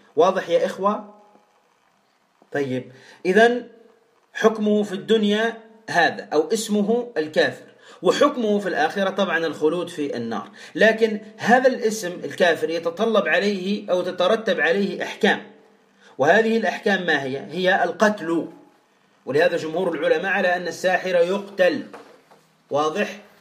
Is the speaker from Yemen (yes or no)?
no; Tunisia; ماذا نقول عندنا في تونس؟